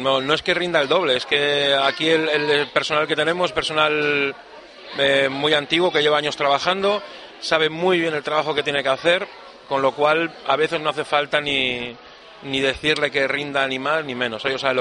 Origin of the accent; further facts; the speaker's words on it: Mallorca, Balearic Islands, Spain; now in Lanzarote, Spain; se entiende por mi acento que no soy de la isla, soy de otra isla, soy de Mallorca, pero llevo aquí ya 22 años.